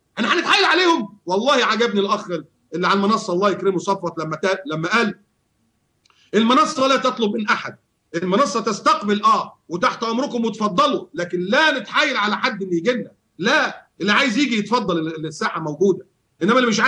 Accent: Egypt; also born or lived in United States / Bahrain / Yemen; now in Qatar; أنا كنت مشرد، مشرد من ساعة ما طلعت من مصر وعشت في أمريكا 4 سنين ورجعت في البحرين 3 سنين

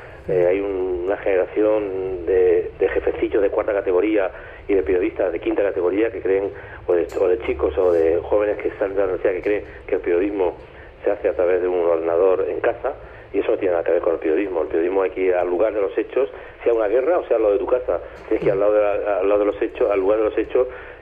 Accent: Spain; Me temo que en los últimos años, en mi país, España, los periodistas cada vez están más cerca del poder

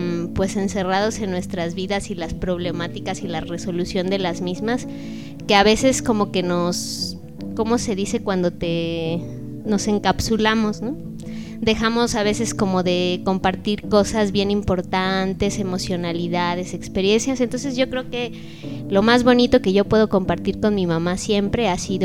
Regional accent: San Cristóbal de las Casas, Chiapas, Mexico; Soy de aquí de San Cristóbal de las Casas

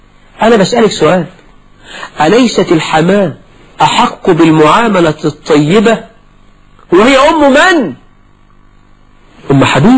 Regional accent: Egypt; المصريون أخوال العرب، أنا كمصري خال كل العرب

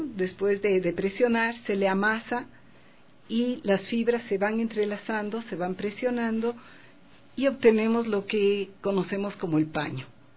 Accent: Quito, Pichincha, Ecuador; Yo soy ecuatoriana, quiteña.

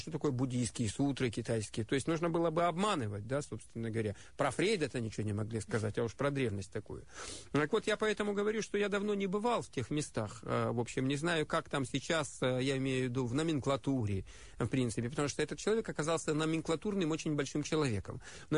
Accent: Far East, Russia; also born or lived in Khabarovsk / Kamchatka / Vladivostok / Blagoveshchensk; Я с Дальнего Востока. Я прожил, родился и прожил первую часть жизни на Дальнем Востоке. Родился под Комсомольском на Амуре, жил в Хабаровске, заканчивал школу на Камчатке, учился во Владивостоке и жил еще какое-то время в Благовещенске.

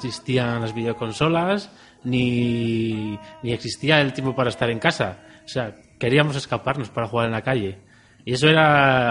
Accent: Asturias, Spain; Pues soy de Asturias, de un pueblo muy pequeñito de Asturias.

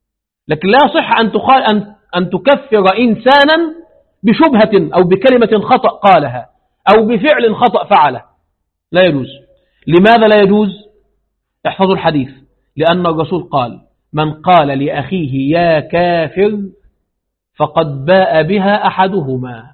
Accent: Egypt; now in Kazakhstan; عندنا في مصر يفعلون هذا

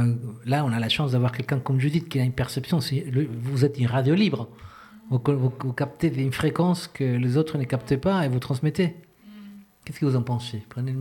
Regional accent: Chile; French is a second language; Quand j'étais petit, j'étais au Chili, il y avait la dictature

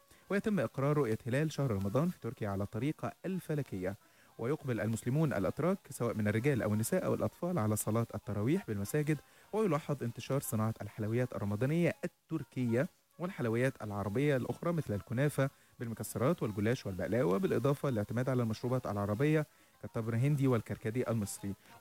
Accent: Egypt; يعني المناسبات السعيدة عندنا في مصر نجوز في العيد

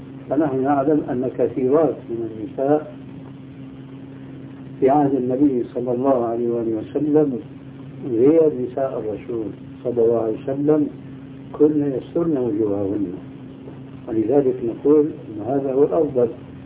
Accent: Syria; وهذا كان عندنا في سوريا شيء كبير منه

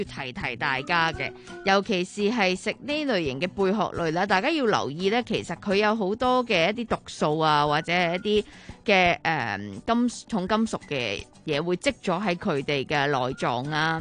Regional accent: Hong Kong; 我哋香港人会叫佢做沙插啦

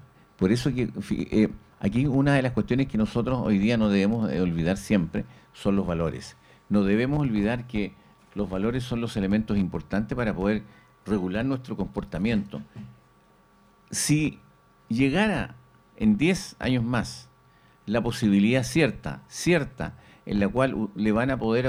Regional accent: Chile; se da cuenta que qué importante es que nosotros como chilenos, en realidad, a veces estamos mal mirados nosotros mismos

